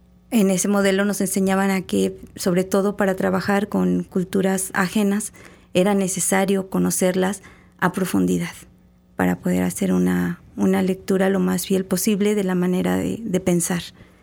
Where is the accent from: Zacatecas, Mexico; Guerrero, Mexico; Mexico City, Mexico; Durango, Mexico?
Durango, Mexico; yo soy del norte del país, yo soy de Durango, y cuando yo fui a estudiar a la Ciudad de México